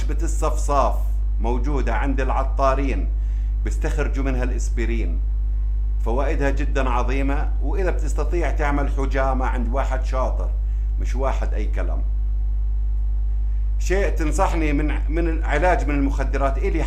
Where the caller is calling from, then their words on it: Morocco; من المغرب، أنا متتبعة لك من 2005